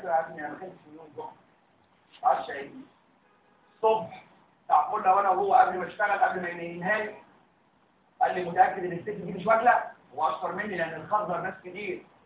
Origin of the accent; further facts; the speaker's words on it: Egypt; وعندنا في مصر بيعملوا اللوزر كام؟